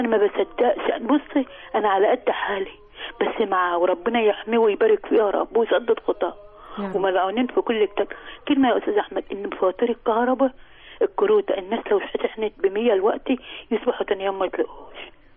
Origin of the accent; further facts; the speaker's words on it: Egypt; أنا مواطنة مصرية بحبش أقول اسمي، بس مواطنة مصرية